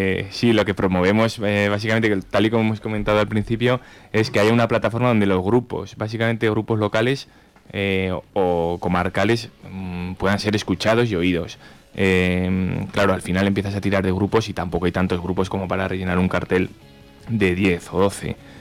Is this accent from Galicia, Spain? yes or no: no; Ariza, Aragon, Spain; Casi todos somos gente de Ariza.